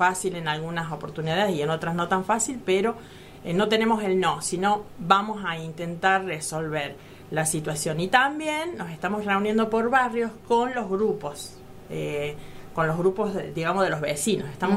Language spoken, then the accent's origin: Spanish; Las Rabonas, Córdoba, Argentina; tengo 52 años y bueno, soy de Las Rabonas, nativa del lugar